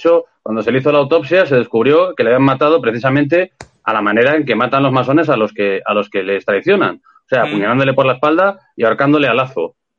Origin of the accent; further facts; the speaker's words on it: Santander, Cantabria, Spain; porque yo soy de Santander